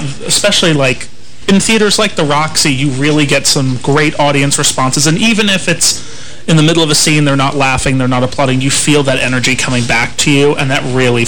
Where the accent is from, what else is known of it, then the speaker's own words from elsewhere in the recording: Reston, Virginia, United States; now in New York City, United States; I'm originally from Reston, Virginia, but I currently live in New York City.